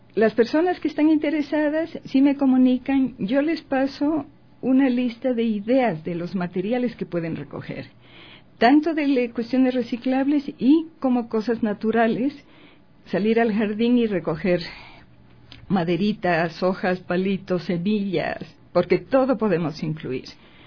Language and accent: Spanish; Ecuador; moved away; yo tuve que salir del Ecuador y recuerdo, estando en el avión